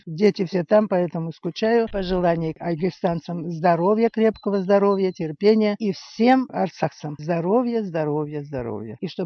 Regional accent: Khadyzhensk, Krasnodar Krai, Russia; moved away; Родилась в Ставропольском крае, там и жили до 6 лет. Потом переехали в Краснодарский край, потом в Хадыженск.

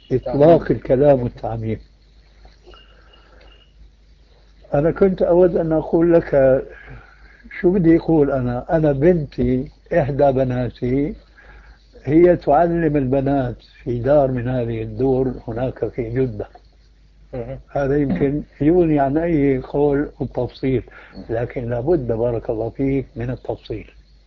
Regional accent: Damascus, Damascus Governorate, Syria; الفتيات التي يسمين عندنا في دمشق

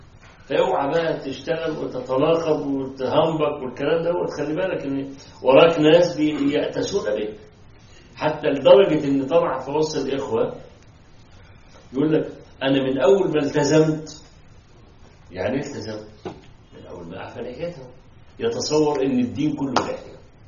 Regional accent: Egypt; ما حصلت مشكله توظيف الاموال عندنا في مصر

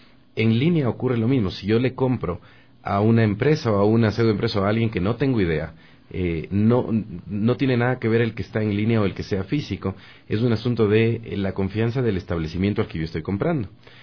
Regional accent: Ecuador; Nosotros sí tenemos, como ecuatorianos, la posibilidad de reclamar un servicio de calidad y devolver los productos.

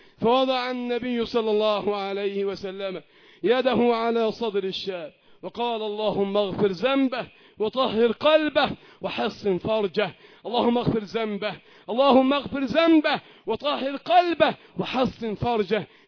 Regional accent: Egypt; اللهم احفظ بلدنا مصر وسائر بلاد المسلمين

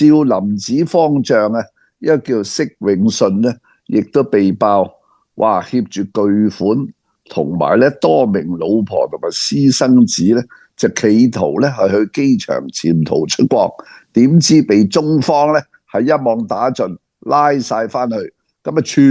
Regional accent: Hong Kong; 嗰个方丈咧一见到我系香港嚟咧，

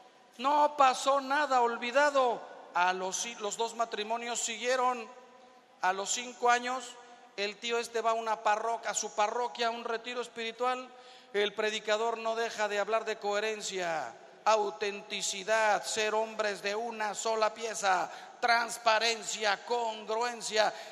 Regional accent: Mexico

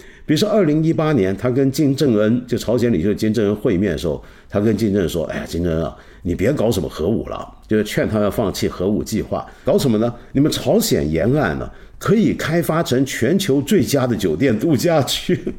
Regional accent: China; 就是我们中国人现在都还骂这个体制怎么浪费钱呢

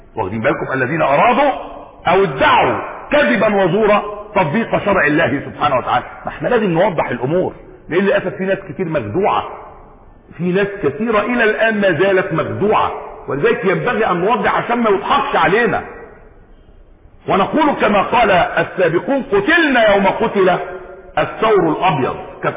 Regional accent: Egypt; اتعمل عندنا في مصر احنا هنا

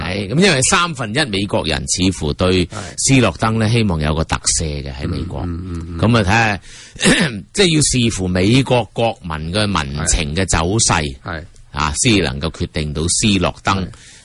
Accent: Hong Kong; 我們香港人對於這些外交啊、國防啊

